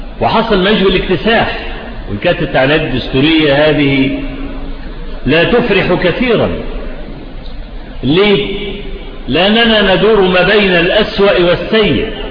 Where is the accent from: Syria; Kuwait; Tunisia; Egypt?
Egypt; ان الفضائيات عندنا في مصر فتحت تونس